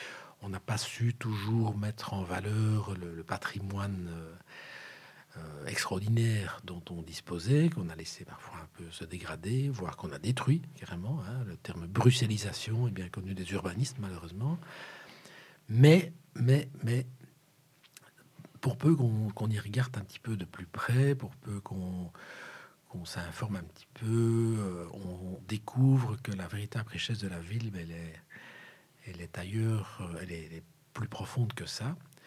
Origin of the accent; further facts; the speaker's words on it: Brussels, Belgium; born there; Non, je suis né à Saint-Pierre.